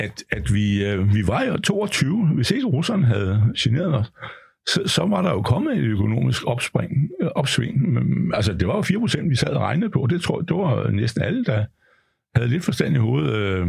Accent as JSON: {"language": "Danish", "town": "Hillerød", "region": "Capital Region of Denmark", "country": "Denmark", "said": "de skal poste ind i det oppe i Hillerød, hvor jeg kommer fra"}